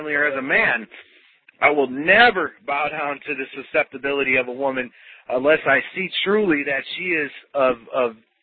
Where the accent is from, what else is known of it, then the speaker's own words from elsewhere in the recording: Wisconsin, United States; You know, I grew up in Packerland. You know how hardcore Packer fans are, the cheeseheads. And I grew up in Wisconsin